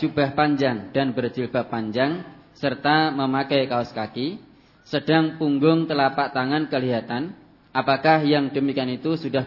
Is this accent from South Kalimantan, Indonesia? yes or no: no; Temanggung, Central Java, Indonesia; now in Sleman, Indonesia; Saya dari Temanggung, merantau di Sleman, daerah istimewa Yogyakarta.